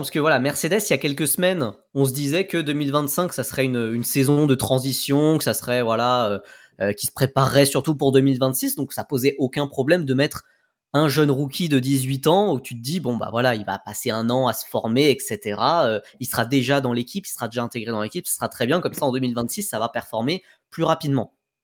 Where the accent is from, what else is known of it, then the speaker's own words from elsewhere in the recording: France; ce qui m'embête un peu en tant que Français